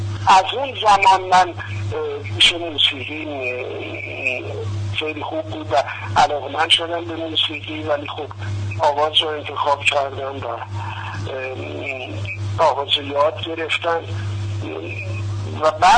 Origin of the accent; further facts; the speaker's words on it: Isfahan, Iran; چون خودم اصلا اصفهانی هستم،